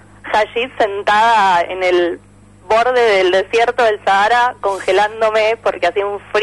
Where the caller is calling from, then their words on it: Floresta, Buenos Aires, Argentina; de Floresta.